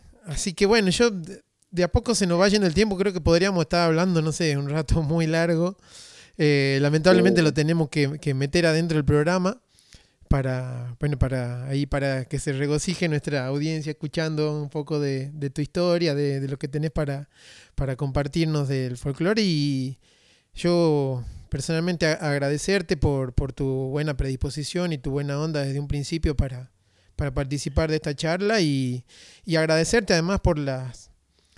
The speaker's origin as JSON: {"language": "Spanish", "region": "Tucumán", "country": "Argentina", "lives_now": "San Javier, Argentina", "said": "Yo soy tucumano y vivo hace casi 10 años acá"}